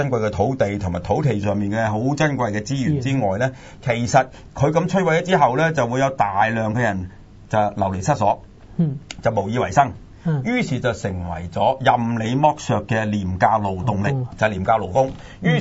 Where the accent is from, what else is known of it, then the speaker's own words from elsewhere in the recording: China; 就係我哋中國人嚟嘅